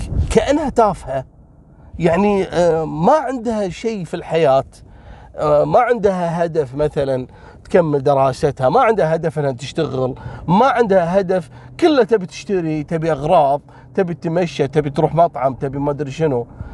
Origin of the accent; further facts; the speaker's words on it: Kuwait; والوضع عندنا بالكويت وين تشوف بنته تقعد وياها ب97 يعني،